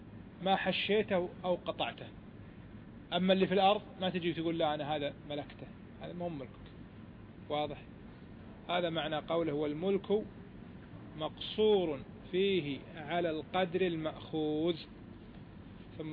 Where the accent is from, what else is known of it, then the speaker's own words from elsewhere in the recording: Kuwait; الآن صار معروف حتى عندنا في الكويت